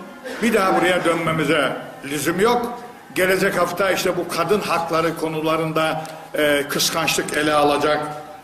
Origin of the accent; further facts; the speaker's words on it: Black Sea Region, Turkey; Bizim köyde ablama mal verdim, dünya koptu, nasıl mal verirsin ha? Biz de kadınlara, Karadeniz'de kızlara mal verilmez ki.